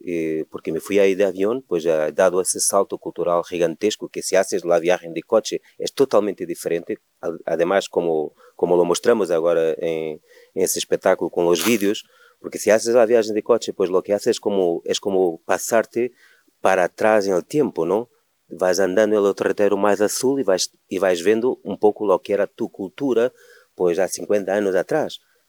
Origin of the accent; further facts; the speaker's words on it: Portugal; Spanish is a second language; Bueno, soy portugués, pero mi mamá es de Algarve, que ha sido la última provincia en Portugal donde han estado los árabes.